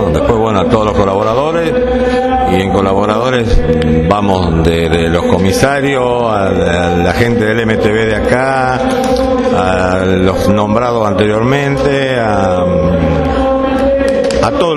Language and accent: Spanish; Carmen de Patagones, Buenos Aires Province, Argentina; yo soy nativo de Carmen de Patagones, tengo varias competencias en la zona mía